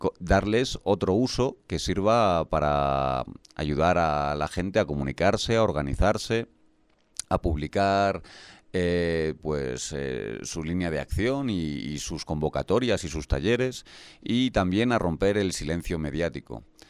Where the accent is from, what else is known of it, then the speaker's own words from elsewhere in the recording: Galicia, Spain; Por ejemplo, en mi tierra, en Galicia, los vecinos se compraban los tractores entre muchos vecinos